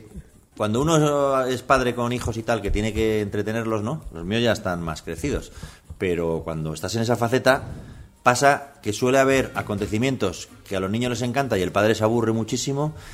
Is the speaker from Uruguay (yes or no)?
no; Madrid, Community of Madrid, Spain; born there; Yo nací en Madrid, sí, en un hospital que no me acuerdo cómo se llama, San Rafael